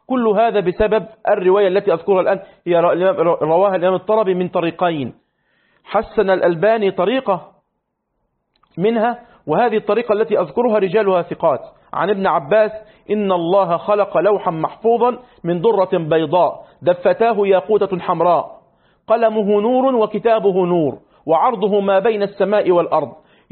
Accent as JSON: {"language": "Arabic", "country": "Egypt", "said": "وحصل عندنا في مصر"}